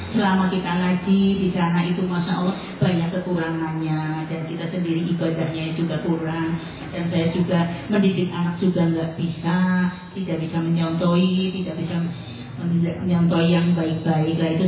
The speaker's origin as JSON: {"language": "Indonesian", "town": "Bumiayu", "region": "Central Java", "country": "Indonesia", "said": "Bumi Ayu."}